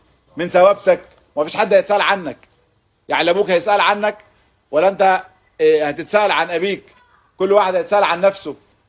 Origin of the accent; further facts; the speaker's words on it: Gaza Strip, Palestine; احنا محاصرين بقالنا سنين بس احنا عمرنا ما فيش اصلا حاجه اسمها يهود في غزه.